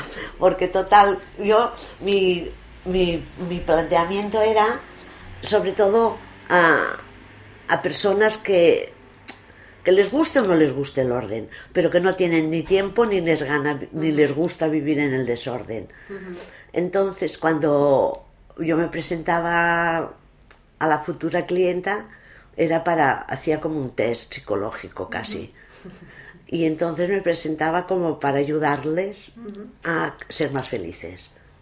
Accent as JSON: {"language": "Spanish", "town": "Barcelona", "region": "Catalonia", "country": "Spain", "tie": "born there", "also_born_or_lived": "Bilbao / Madrid / Málaga", "said": "la Barceloneta desde hace 25 años. Yo había estado viviendo fuera de Barcelona, bueno, nací en Barcelona, nací en Sants, pero había estado viviendo en Bilbao, en Madrid, en Málaga. Cuando volví a Barcelona"}